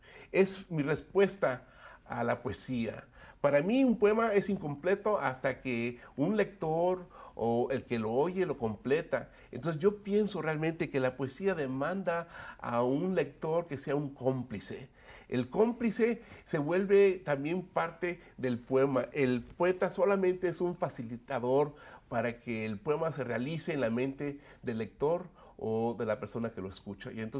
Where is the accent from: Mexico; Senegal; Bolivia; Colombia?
Mexico; also born or lived in Los Angeles, United States; Yo nací en 1954 y en Los Ángeles, California, pero mi familia se mudó a México cuando yo tenía unos 7 años. Entonces, fui a primer grado aquí en los Estados Unidos, pero me crié tanto en México como en los Estados Unidos.